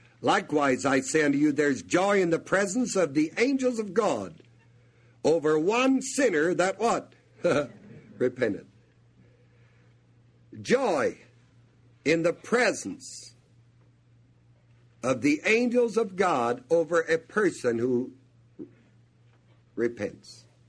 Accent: New Knoxville, Ohio, United States; born there; I was born in New Knoxville.

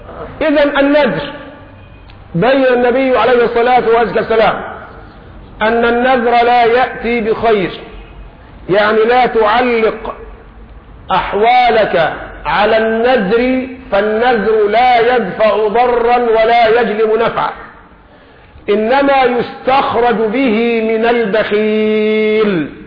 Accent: Egypt; بنقول لهم احنا كمصريين اهو ده مستوانا

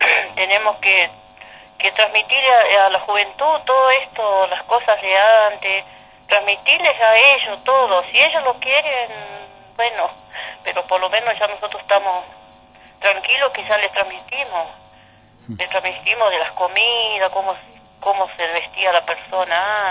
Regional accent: Rincón de Lobos, Chubut, Argentina; now in El Bolsón, Argentina; Sí, yo soy nacida y criada en el Rincón de Lobos, pero me invitaron a ver cómo había sido antes. Lo que pasa es que yo hace ya 30 años que estoy acá en Bolsón, pero pero bueno, me crié ahí.

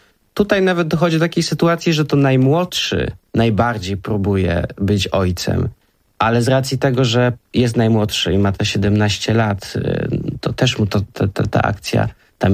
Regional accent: Kraków, Lesser Poland, Poland; Tak, pochodzimy z Krakowa.

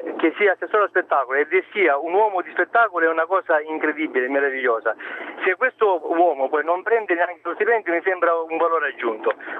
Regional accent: Sicily, Italy; Allora, dicevo, da siciliano, facevo questa considerazione.

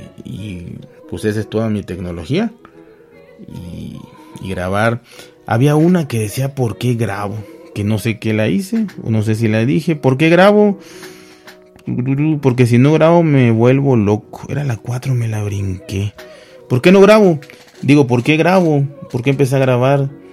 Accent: Mexico; Como buen mexicano, consumía yo, no mucho, pero sí moderadamente YouTube.

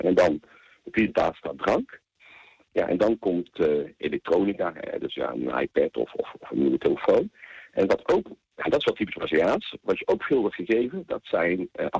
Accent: Netherlands; De creativiteit zit wel in lijn met wat wij als Nederlanders krijgen.

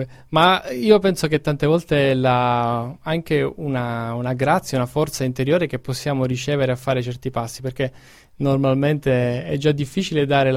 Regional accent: Sicily, Italy; anche essendo siciliano … mi ha sempre colpito

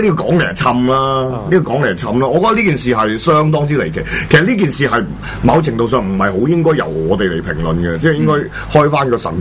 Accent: China; accent: mainland Chinese; 因為我啲大陸腔口嚟嘅

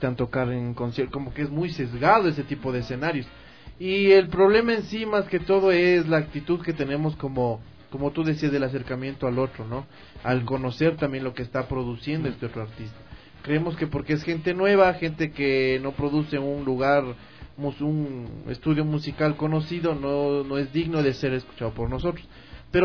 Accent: Ecuador; lo principal como ecuatorianos, como profesionales, como comunicadores, como artistas

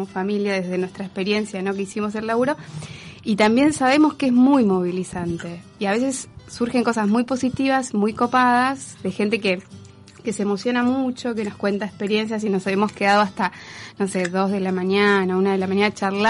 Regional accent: Entre Ríos, Argentina; nosotros venimos de Entre Ríos.

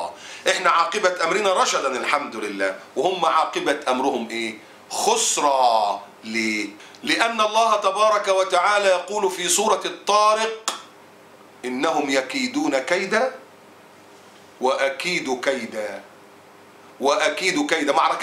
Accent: Egypt; وفي دماءنا كمصريين

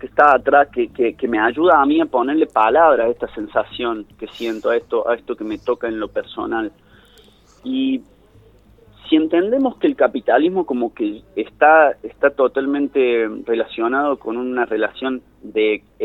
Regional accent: Mina Clavero, Córdoba, Argentina; Y yo me crié en Mina Clavero, cuando Mina Clavero todavía ya era un lugar súper turístico

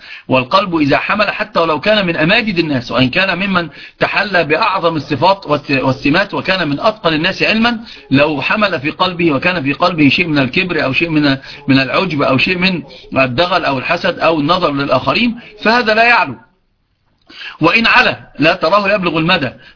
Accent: Upper Egypt, Egypt; عندنا في الصعيد يعرفون من

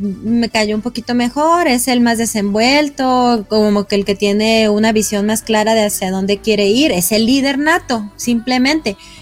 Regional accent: Mexico; yo como mexicana

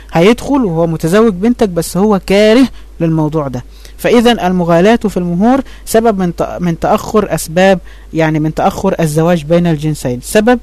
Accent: Egypt; يعني احنا عندنا في مصر حاجة اسمها الشبكة

